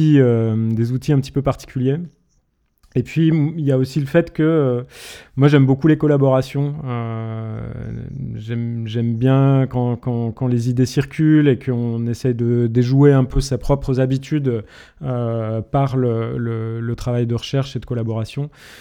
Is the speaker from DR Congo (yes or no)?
no; Grenoble, Auvergne-Rhône-Alpes, France; une manière de revenir habiter là où j'ai grandi, c'est-à-dire vers Grenoble et les montagnes qui sont autour.